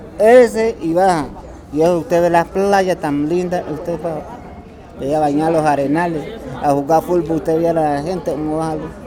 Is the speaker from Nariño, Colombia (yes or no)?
yes; Barbacoas, Nariño, Colombia; Yo vengo de Barbacoa, Nariño.